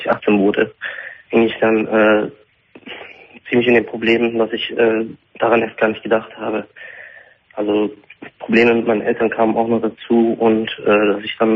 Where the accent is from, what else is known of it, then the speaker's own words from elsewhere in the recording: Turkey; also born or lived in Italy; now in Germany; Weil ich bin eigentlich in Italien geboren, aber mit 3 Monaten wurde ich halt in die Türkei mit meinem Vater geschickt und habe da erst eine Staatsbürgerschaft bekommen und habe jetzt einen türkischen Pass.